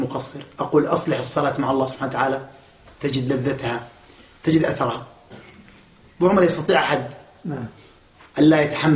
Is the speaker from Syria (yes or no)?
yes; Daraa, Daraa Governorate, Syria; أو مجاهدين من عندنا في درعا أو غيرها